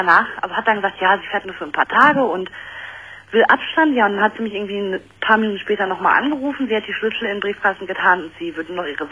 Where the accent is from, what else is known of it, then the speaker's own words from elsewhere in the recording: Dortmund, North Rhine-Westphalia, Germany; Wir gehen bei uns in Dortmund geht so eine Kneipe, die ist nur für Frauen.